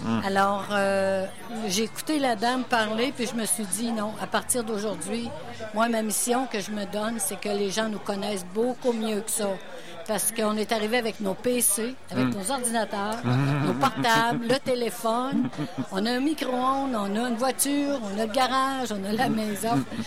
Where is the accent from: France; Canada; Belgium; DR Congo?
Canada; Wendake, Quebec; Et cette dame-là est arrivée chez nous à Wendake.